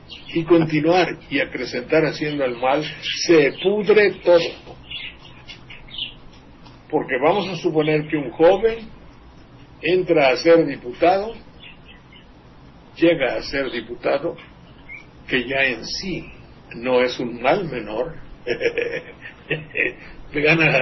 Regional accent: Mexico; pues somos muchos los mexicanos que no tenemos esa idea.

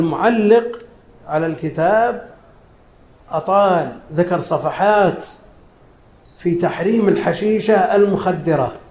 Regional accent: Najd, Saudi Arabia; هي معروفة عندنا في نجد باسم السقنقور

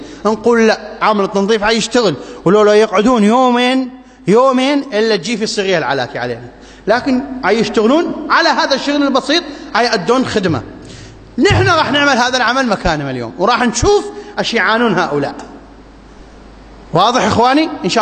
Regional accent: Iraq; اللهم ابسط الأمن والأمان في بلادنا العراق

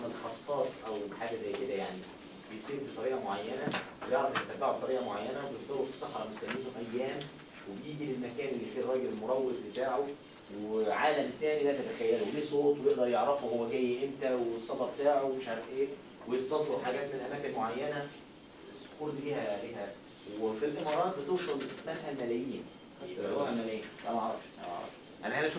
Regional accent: Egypt; هو الجمل في مصر انا كمواطن عادي

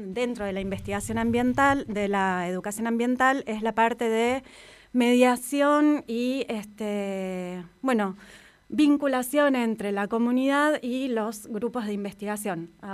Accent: Rosario, Santa Fe, Argentina; born there; also born or lived in Buenos Aires; now in Toay, Argentina; Bueno, nací en Rosario también, como Dolores, y estoy recién llegada acá a La Pampa, vivo en Toay, venía de Buenos Aires

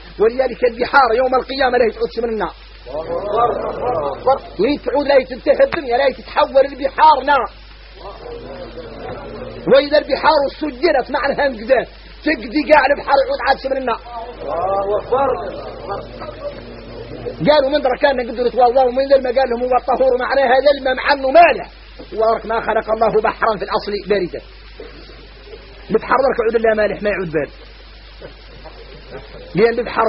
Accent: Mauritania; احنا موريتاني عندنا عقلية

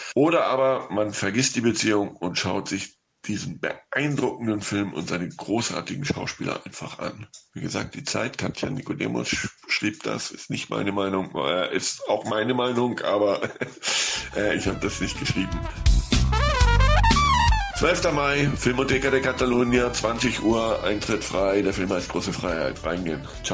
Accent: Hamburg, Germany; now in Spain; In Deutschland hatte er Premiere in meiner Heimatstadt in Hamburg

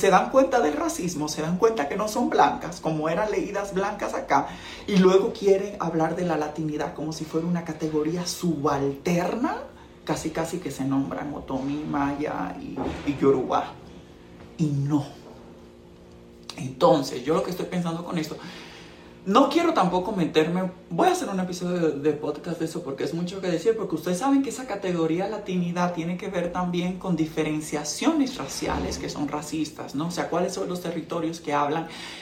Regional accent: Dominican Republic; Yo vengo de un contexto de República Dominicana donde hay colegios, ¿no?

